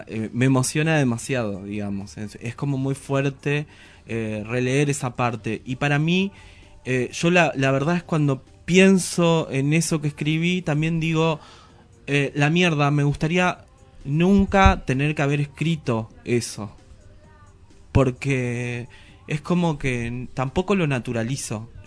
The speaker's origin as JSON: {"language": "Spanish", "town": "Ibarreta", "region": "Formosa", "country": "Argentina", "tie": "born or raised there", "said": "la infancia en mi pueblo, en Ibarreta, en la provincia de Formosa."}